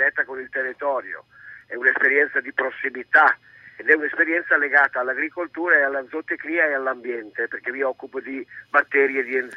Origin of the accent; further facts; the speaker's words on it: Lombardy, Italy; now in Friuli Venezia Giulia, Italy; io sono un lombardo trasferito qui in Friuli Venezia Giulia da molti anni